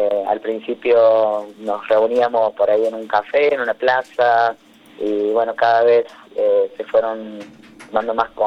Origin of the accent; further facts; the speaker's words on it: Villa Dolores, Córdoba, Argentina; Ahí, muy cerquita de Mina Clavero, en Villa Dolores, a 50 kilómetros de Mina. Así que la infancia y la adolescencia en Tras la Sierra